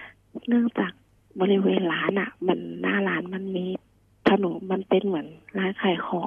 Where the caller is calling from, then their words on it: Nonthaburi, Thailand; นนทบุรีค่ะ